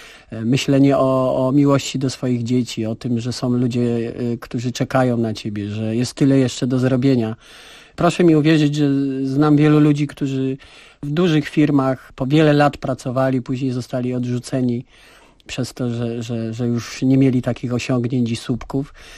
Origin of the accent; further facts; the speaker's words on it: Kraków, Lesser Poland, Poland; wychowałem się w biednej dzielnicy w Nowej Hucie, w fatalnym czasie politycznym